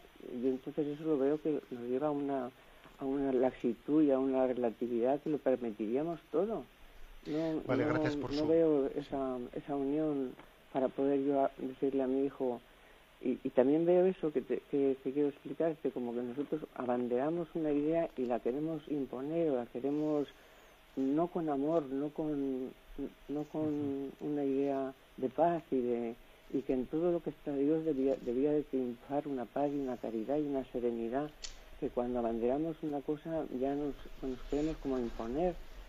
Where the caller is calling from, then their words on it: Valencia, Valencian Community, Spain; de Valencia.